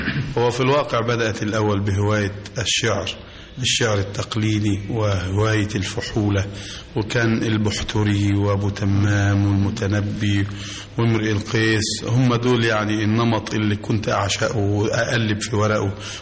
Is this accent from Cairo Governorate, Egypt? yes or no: yes; Cairo, Cairo Governorate, Egypt; born there; القاهرة سنة 24.